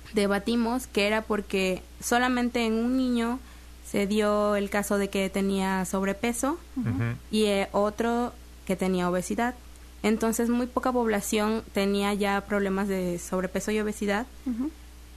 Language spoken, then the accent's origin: Spanish; Texistepec, Veracruz, Mexico; Soy originaria de un pueblo llamado Texistepec, está cerca de Acayucan, uh-huh. o de Coatzacoalcos, para los que se quieran ubicar mejor.